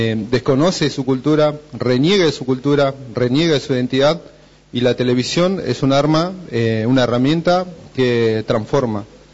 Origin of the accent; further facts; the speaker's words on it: Bariloche, Río Negro, Argentina; vengo de Bariloche